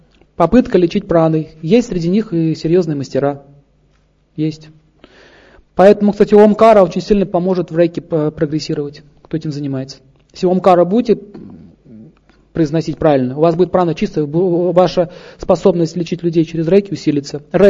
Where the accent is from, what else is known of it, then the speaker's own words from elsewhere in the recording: Saint Petersburg, Russia; born there; Родился в Петербурге.